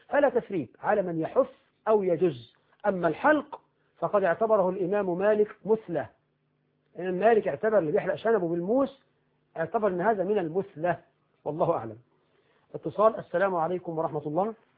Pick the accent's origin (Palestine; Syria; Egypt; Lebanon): Egypt; يعني هب أن رجلا عندنا في مصر راتبه في الشهر ألفا، ألف جنيه